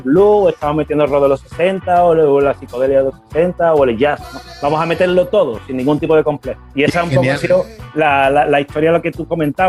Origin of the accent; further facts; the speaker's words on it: United States; Spanish is a second language; yo soy gringo y toco la guitarra